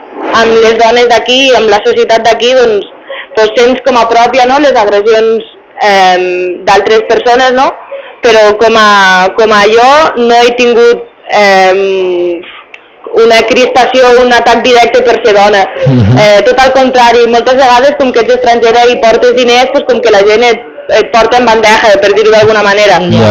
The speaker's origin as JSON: {"language": "Catalan", "region": "Catalonia", "country": "Spain", "said": "i jo, pues, soc de Catalunya, no? Vaig néixer allí, i allí parlem un altre idioma, i també es parla el castellà, no?"}